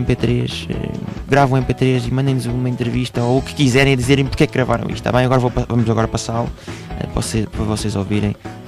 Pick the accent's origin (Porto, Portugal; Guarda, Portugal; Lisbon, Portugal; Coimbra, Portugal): Lisbon, Portugal; Nós somos de Lisboa, mas não é preciso estar em Lisboa